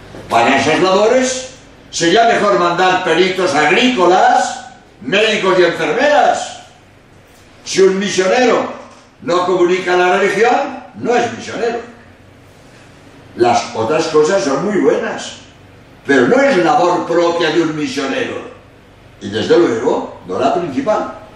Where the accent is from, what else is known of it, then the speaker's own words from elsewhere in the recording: Spain; Perdonad, soy español y quiero decir dos palabras sobre la obra de España en América